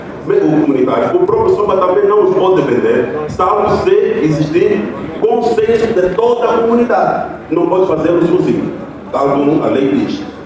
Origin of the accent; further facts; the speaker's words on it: Kisama, Luanda, Angola; eu que sou natural da Kisama, serei capaz de dizer, olha, isso tudo era do meu avô